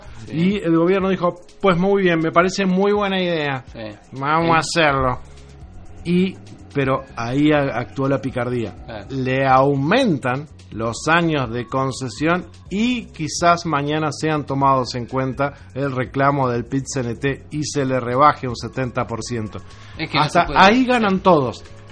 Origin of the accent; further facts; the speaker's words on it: San Fernando de Maldonado, Maldonado, Uruguay; Y nosotros, como uruguayos, como fernandinos, somos fernandinos